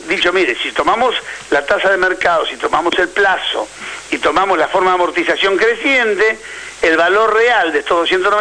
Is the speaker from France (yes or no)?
no; Argentina; Yo soy argentino, quiero que a la Argentina, sí, le vaya bien.